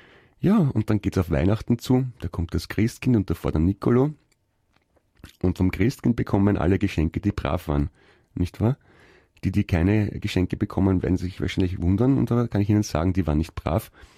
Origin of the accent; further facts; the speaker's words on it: Naples, Campania, Italy; accent: Neapolitan; first language Italian; German is a second language; Ja, meine Damen und Herren, das war eine Begrüßung meiner Muttersprache, dem Italienischen, mit einem Einschlag ein bisschen aus Neapel. Da haben wir ein bisschen einen anderen Akzent als in Süditalien bzw. als in Rom.